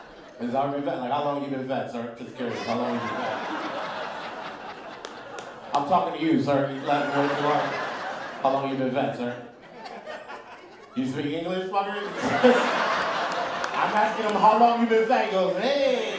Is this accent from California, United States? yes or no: yes; Los Angeles, California, United States; And it was weird growing up in East LA, very weird, because I'm the first black kid born into my mother's family.